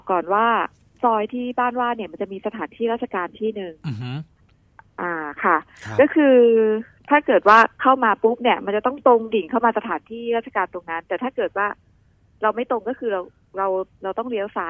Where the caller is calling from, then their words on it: Bangkok, Thailand; แถวตลาดพลูอะค่ะ